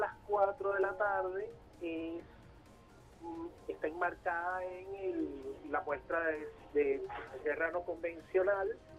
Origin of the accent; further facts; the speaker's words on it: Venezuela; reconocernos como venezolanos, para blindarnos frente a toda una maquinaria político-mediática